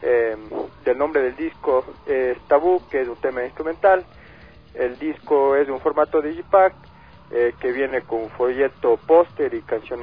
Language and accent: Spanish; Ecuador; buscábamos un nombre que nos dé identidad como pueblo, identidad como ecuatorianos